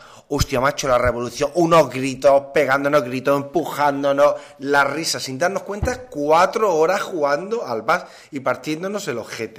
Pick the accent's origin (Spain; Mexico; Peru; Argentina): Spain; Es como los españoles, tenemos